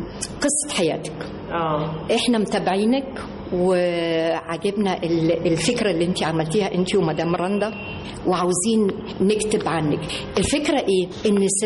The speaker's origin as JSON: {"language": "Arabic", "country": "Egypt", "also_born_or_lived": "Germany", "said": "لا أنا مش ألمانية، أنا مصرية 100% عن أب مصري وأم مصرية،"}